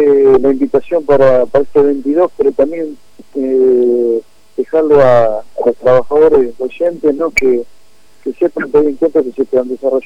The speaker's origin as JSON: {"language": "Spanish", "region": "Mendoza", "country": "Argentina", "said": "yo soy de Mendoza"}